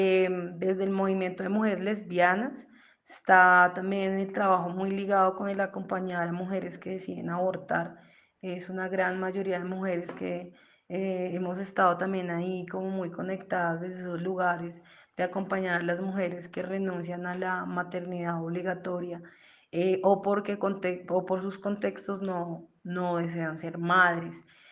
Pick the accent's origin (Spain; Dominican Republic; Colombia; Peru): Colombia; soy de Colombia